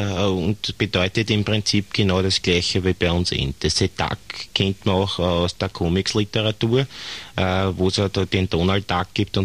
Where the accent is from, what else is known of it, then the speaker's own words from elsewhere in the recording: Austria; Und Waldenten dürfen ja nur mehr, zumindest bei uns in Österreich, als Fliegenpilze bemalt werden